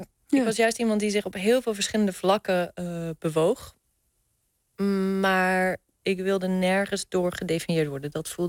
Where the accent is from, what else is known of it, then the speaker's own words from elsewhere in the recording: Nieuwendijk, South Holland, Netherlands; Ik ben opgegroeid in de Hoekse Waard, een heel klein dorpje Nieuwendijk.